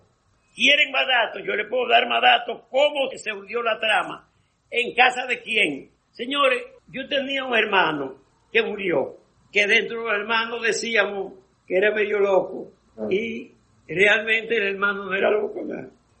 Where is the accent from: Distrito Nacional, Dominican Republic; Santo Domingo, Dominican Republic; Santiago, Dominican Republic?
Distrito Nacional, Dominican Republic; que pertenece al barrio de San Juan Bosco, donde yo nací y me crié.